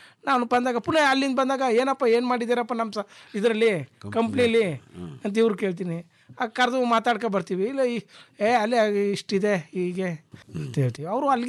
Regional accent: Basapura, Karnataka, India; born or raised there

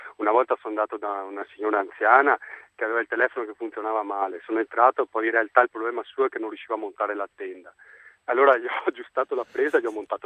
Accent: Oriago, Veneto, Italy; born there; now in Viareggio, Italy; Sono nato a Oriago, che è un paese ma vicinissimo a Venezia.

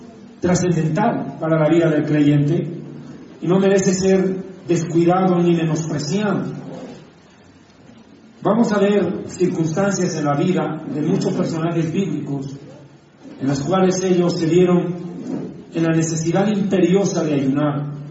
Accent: La Paz, Bolivia; Para mí es un momento muy especial poder estar aquí en La Paz, en mi tierra, en mi ciudad

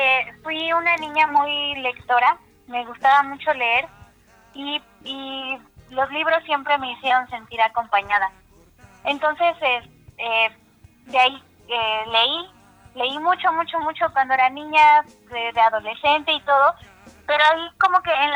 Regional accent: Taxco, Guerrero, Mexico; organizando actividades en Taxco, que es de donde soy.

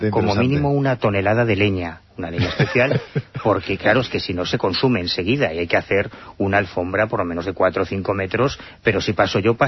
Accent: A Coruña, Galicia, Spain; ya, pero yo soy de La Coruña, lo siento.

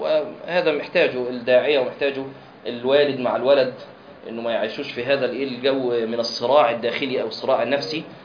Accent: Egypt; لكن هو الأشهر عندنا في مصر كخ.

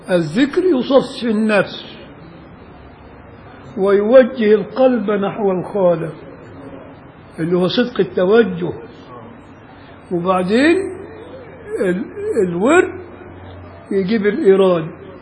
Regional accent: Beni Suef, Beni Suef Governorate, Egypt; وعندنا في بني سويف

